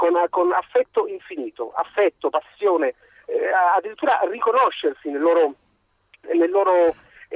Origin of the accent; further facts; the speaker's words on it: Palermo, Sicily, Italy; io sono palermitano e ho vissuto tutto quel periodo